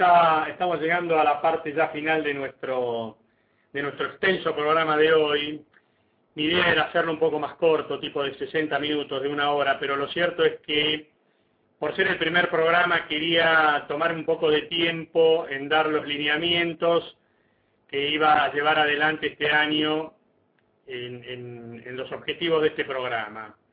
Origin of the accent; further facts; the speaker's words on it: Argentina; haciéndonos responsables de que somos argentinos y que nuestro país tiene que engrandecerse